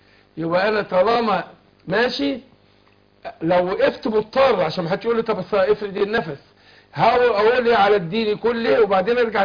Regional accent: Egypt; عارف في بعض حد من بعض المحافظات عندنا في مصر

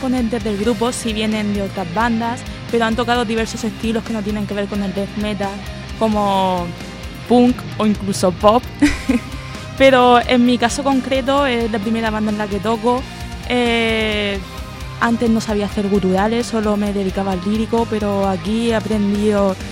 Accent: Cieza, Region of Murcia, Spain; Sí, somos todos de Cieza y la mayoría del grupo somos vecinos, vivimos prácticamente en la misma calle.

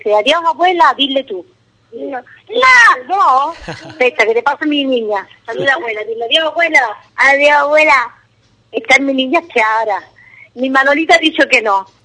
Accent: Spain; moved away as an adult; now in Fiano, Italy; cuando yo voy a ir a España, hasta mi madre dice, es que te cambia todo, me cambia, porque mi tierra, donde yo nací, mi vida, mi por mucho que yo estoy muy bien aquí, que en Fiano estoy bien

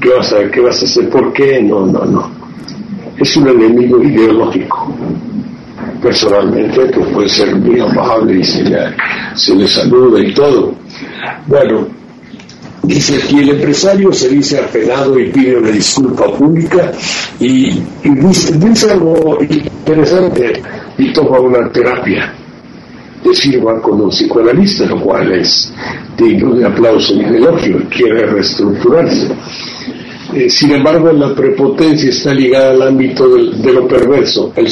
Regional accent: Mexico; Ahora los mexicanos somos un mexicano es enemigo de otro.

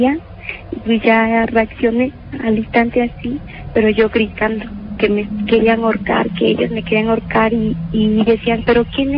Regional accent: Guerrero, Mexico; now in Mexico City, Mexico; Porque después de aquí de México me llevaron otra vez a Guerrero. Yo soy del estado de Guerrero.

